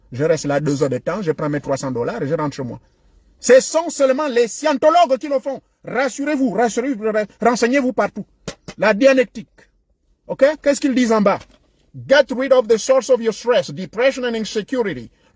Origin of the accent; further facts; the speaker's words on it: Gabon; il y a même une qu'on a pris chez nous au Gabon